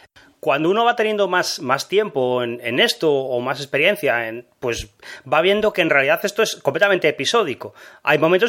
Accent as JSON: {"language": "Spanish", "town": "Málaga", "region": "Andalusia", "country": "Spain", "said": "de Málaga"}